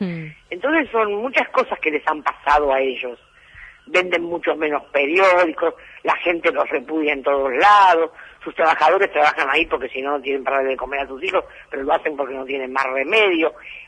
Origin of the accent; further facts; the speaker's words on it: Punta Lara, Buenos Aires Province, Argentina; Yo vengo de Punta Lara, no pasaba nada.